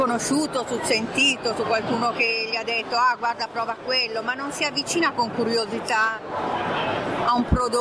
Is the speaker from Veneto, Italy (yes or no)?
no; Milan, Lombardy, Italy; moved away as an adult; io sono di Milano e sono andata in Toscana nell'83 come scelta di vita.